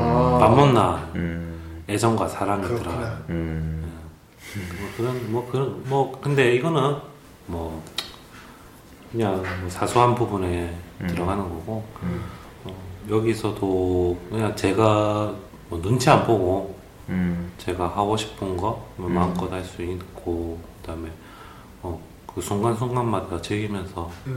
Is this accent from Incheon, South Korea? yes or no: no; Busan, South Korea; 제가 이제 부산 사람 치고 말이 세지 않고 유하고 스무스하고.